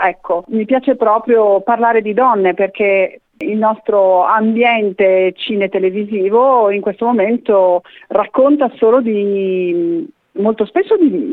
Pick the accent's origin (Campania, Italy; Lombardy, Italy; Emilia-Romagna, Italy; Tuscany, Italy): Emilia-Romagna, Italy; Bologna; è nata a Bologna, noi siamo bolognesi, amiamo questa città